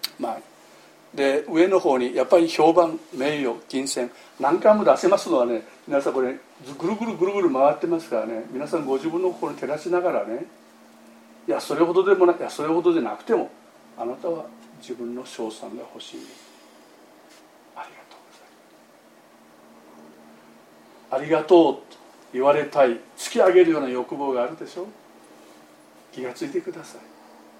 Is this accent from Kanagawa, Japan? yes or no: no; Amami Oshima, Kagoshima, Japan; 私の田舎はね、奄美大島のね、山の向こう側にある小さな集落ですがね